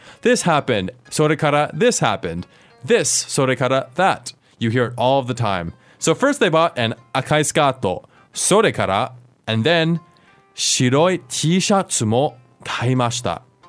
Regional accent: United States; One reason for that is, as an American, I love being sarcastic.

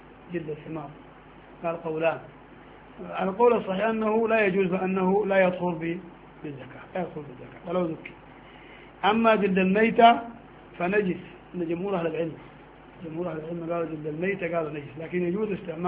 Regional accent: Sudan; نحن قديما عندنا في السودان

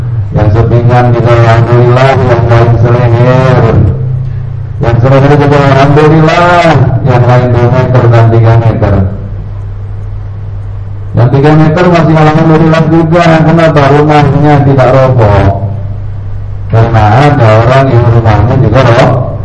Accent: Jakarta, Indonesia; istilah kita orang Jakarta masih untung

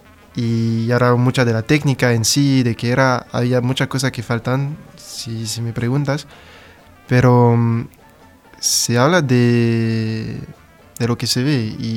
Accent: France; Spanish is a second language; yo soy un estudiante francés haciendo una tesis doctoral de sociología en Francia, en una ciudad del suroeste que se llama Pau.

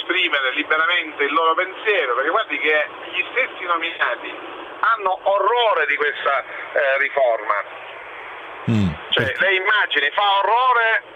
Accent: Sicily, Italy; io sono siciliano

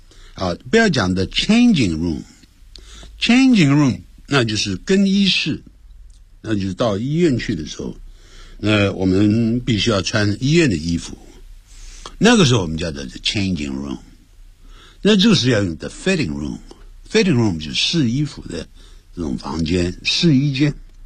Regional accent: Nanjing, Jiangsu, China; 就有点像我们南京人讲怪怪隆地动啊

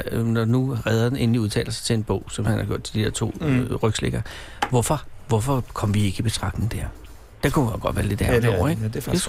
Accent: Copenhagen, Capital Region of Denmark, Denmark; er jo fra Østerbro. Vi slås med dem fra Nørrebro ude på Fælleden.

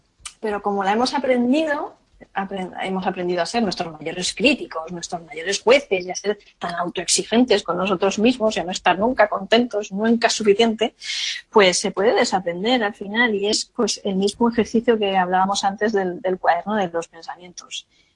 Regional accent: Alicante, Valencian Community, Spain; Nosotros somos alicantinos

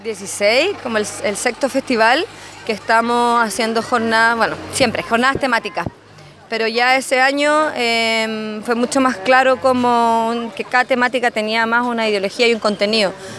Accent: Santiago, Santiago Metropolitan Region, Chile; nosotros los que somos de Santiago, teníamos siempre la barrera de que es Melipilla, que no somos de Melipilla

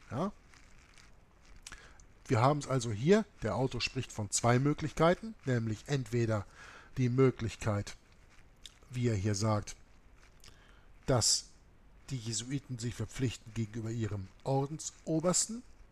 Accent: Germany; born there; ich bin geborener Deutscher und ich bin nicht gegen Deutschland.

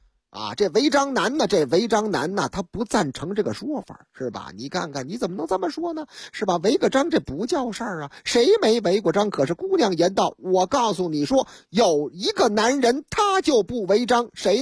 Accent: Shanghai, China; 头段时间这事情实际上发生在上海啊，俺的老家上海。

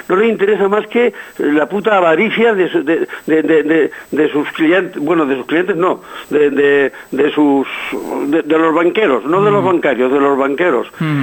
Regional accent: Andalusia, Spain; nosotros somos andaluces

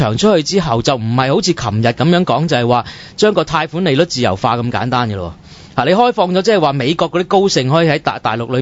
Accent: China; 我中國人唔知道自己窮㗎嘛

